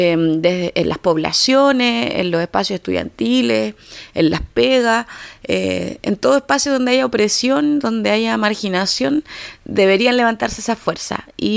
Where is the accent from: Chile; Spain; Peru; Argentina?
Chile; Antofagasta; de Fuerza Barrial, de aquí de Antofagasta.